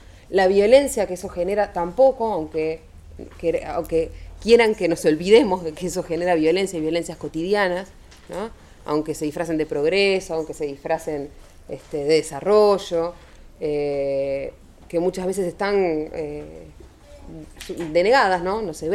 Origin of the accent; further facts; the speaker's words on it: Montevideo, Uruguay; yo soy de Uruguay, de Montevideo concretamente